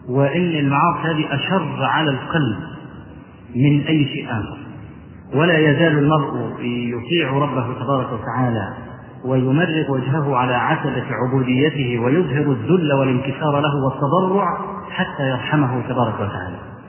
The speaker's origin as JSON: {"language": "Arabic", "country": "Egypt", "said": "في مسجد العزيز بالله عندنا في مصر"}